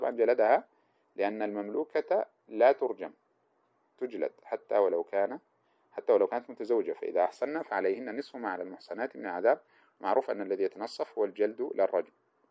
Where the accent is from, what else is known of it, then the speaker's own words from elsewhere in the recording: Sudan; والذي يقال له عندنا في السودان خطأ